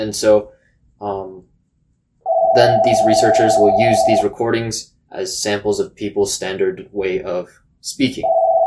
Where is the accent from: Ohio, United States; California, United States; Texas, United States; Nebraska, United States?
Texas, United States; College Station; born there; I was actually, get this, I was born in College Station.